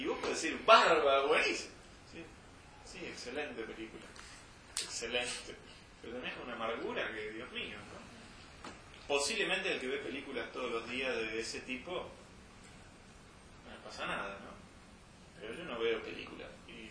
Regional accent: Buenos Aires, Argentina; now in Serrezuela, Argentina; Yo, por ejemplo, yo crecí en Buenos Aires. Evidentemente, ahora vivo en Serrazuela.

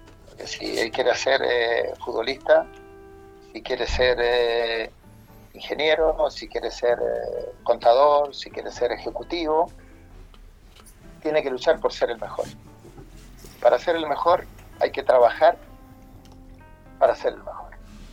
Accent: Talca, Maule, Chile; Di la vuelta olímpica en Talca, mi ciudad natal

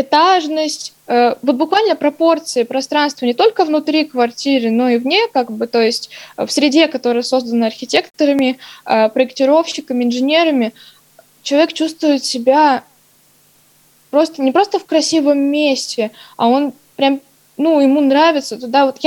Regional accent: Novosibirsk, Novosibirsk Oblast, Russia; своей родины, что я коренной житель Новосибирска.

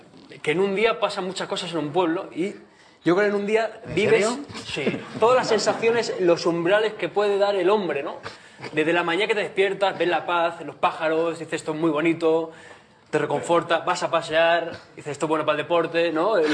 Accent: Porqueros, Castile and León, Spain; now in Santa Coloma de Gramenet, Spain; un mes al año voy a mi pueblo, Porqueros, está al lado de León.

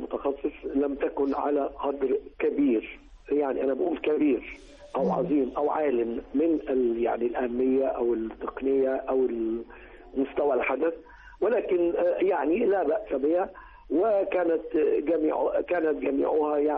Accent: Egypt; وده اللي كنت أنا كمواطن مصري وسينمائي أتوقعه

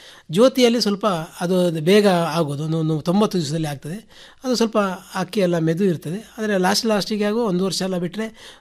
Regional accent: Puttur, Karnataka, India; ಬೇಕಾದಲ್ಲಿ ಯಾರಾದರೂ ಹತ್ತಿರ ಇದ್ದರೆ ನಮ್ಮ ಊರ ಪುತ್ತೂರು ತಾಲೂಕಿನ ಆಸ್ಪಾಸಿನಲ್ಲಿ ಎಲ್ಲಿ ಇದ್ದರೂ ನಾವೇ ಮಾಡಿಕೊಡುವಂಥ ವ್ಯವಸ್ಥೆಯನ್ನು ಖಂಡಿತ ಮಾಡ್ತೇವೆ

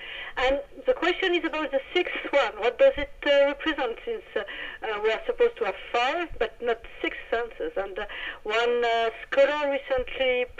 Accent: France; accent: French; English is a second language; I hope my awful French accent was not too much difficult to understand, and I hope I didn't make too much, too many mistakes speaking English.

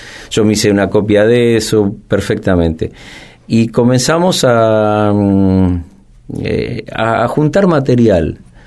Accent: Maipú, Buenos Aires Province, Argentina; Yo soy de Maipú, en la provincia de Buenos Aires

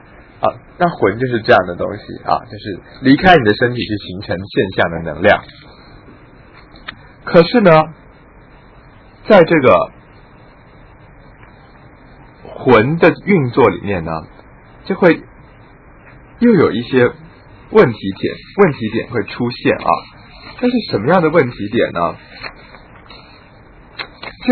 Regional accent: Taiwan; 那于是我们台湾人有时候就会反省说，哦，我们台湾人不够文化啊

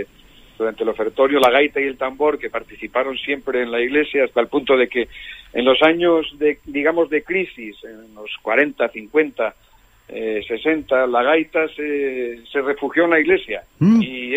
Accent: Villaviciosa, Asturias, Spain; regresó a mi pueblo natal, a Villaviciosa

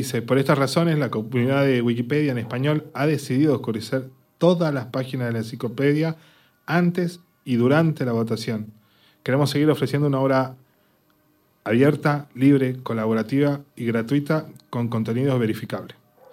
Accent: Argentina; Que es una cosa interesante, como argentino.

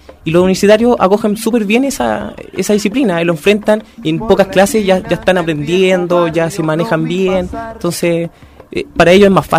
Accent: Chile; inherentes a nuestro código genético, casi como chileno

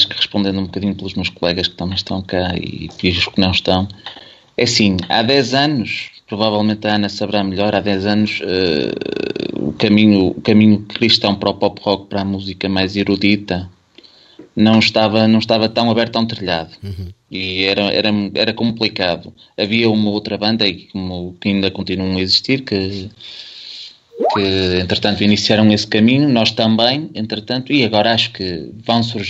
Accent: Vila Nova de Famalicão, Braga, Portugal; Eu sou de Vila Nova de Famalicão

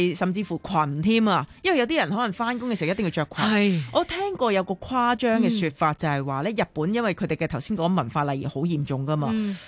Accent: Hong Kong; 即是我们香港人都可能会觉得有时你对腿滑一点的话都不需要着丝袜的嘛。

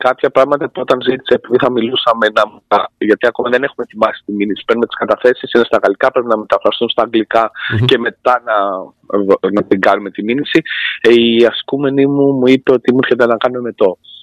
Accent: Greece; Και να ντρέπομαι εγώ που είμαι Έλληνας να νιώθω ότι είναι αυτοί καλύτεροι από εμάς, γιατί εγώ είμαι λίγο πατριώτης

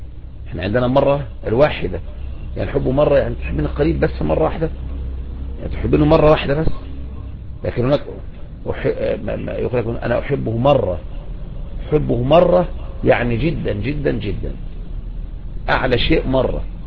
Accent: Egypt; لكن عندنا في مصر نقول بس يعني عن الكلام

